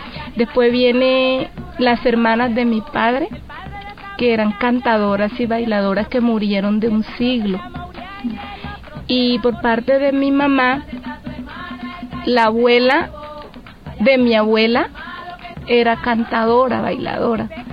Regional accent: San Martín, Bolívar, Colombia; de participar en las festividades como en mi pueblo, andar detrás de las carrozas, como San Martín celebra la Navidad con tamboras

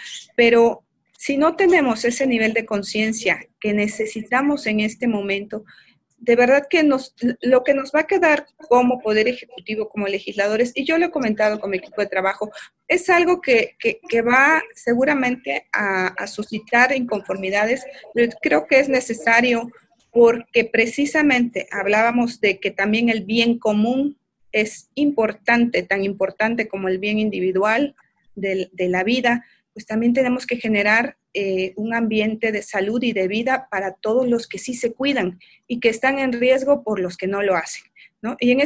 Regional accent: Oaxaca, Mexico; como ciudadanos, como oaxaqueños y como seres humanos estamos viviendo

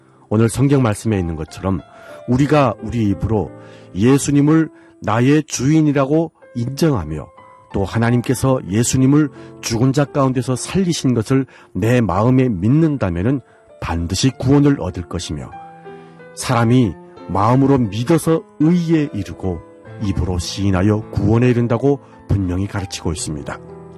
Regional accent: North Korea; now in Seoul, South Korea; 여기는 대한민국 서울입니다.

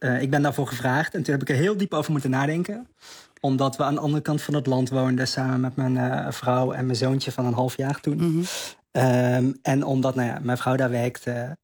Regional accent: North Brabant, Netherlands; now in Voorburg, Netherlands; Ik woon nu in Voorburg, vlakbij Den Haag. Ik kom eigenlijk uit Brabant, kun je heel mooi fietsen.

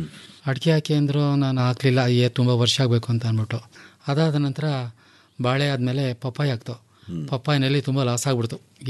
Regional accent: Karnataka, India; ವಂಗರುಳ್ಳಿ ಅಂತ ಬರುತ್ತೆ, ಸಕಲೇಶ್ಪುರ ಪಕ್ಕ, ಅಲ್ಲಿಂದ ತರಿಸ್ತೇವೆ ಸರ್. ನಾವು ಮೂಲತಃ ಮಲೆನಾಡವರಾಗಿರಿಂದ ನಮ್ಮ ರಿಲೇಷನ್ಸ್ ಎಲ್ಲ ಹೇಳ್ಕೊಟ್ರು

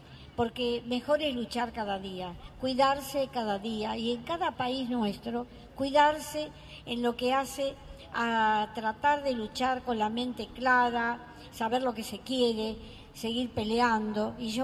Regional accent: Mexico; ¿Cómo? Bueno, no puedo, no me acuerdo, tengo que leer. Yo soy mexicana.

